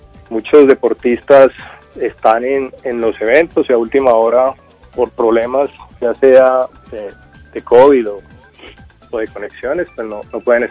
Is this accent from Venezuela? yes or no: no; Medellin, Antioquia, Colombia; Medellín. Yo soy paisa.